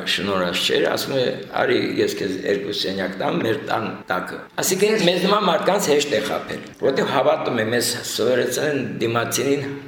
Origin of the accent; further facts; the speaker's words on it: Stepanakert, Nagorno-Karabakh, Azerbaijan; Ասացիք արդեն, ծնվել եմ Ստեփանակերտում, 7 տարեկանից հաճախեցի Ստեփանակերտին նորաբաց գիշերօթիկ դպրոց։